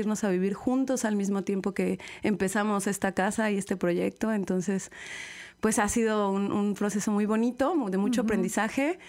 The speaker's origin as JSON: {"language": "Spanish", "region": "Querétaro", "country": "Mexico", "lives_now": "Xalapa, Mexico", "said": "yo soy de Querétaro. Ajá. Llevo viviendo aquí en Jalapa 6 años."}